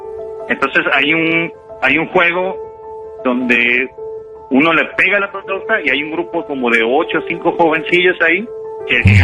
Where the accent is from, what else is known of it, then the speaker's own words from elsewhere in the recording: Acapulco, Guerrero, Mexico; now in Manzanillo, Mexico; Soy de Acapulco, nada más que ya llevo 7 años que ya estoy radicando aquí en Manzanillo.